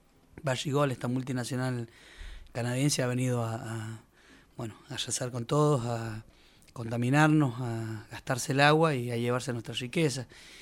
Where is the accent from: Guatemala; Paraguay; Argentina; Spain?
Argentina; La Rioja; now in Valle Fértil, Argentina; pues yo vivo en el Valle de la Luna, en realidad en Valle Fértil, que es el límite entre San Juan y La Rioja. Estoy a 30 kilómetros de La Rioja, o sea que soy un riojano viviendo dentro de San Juan.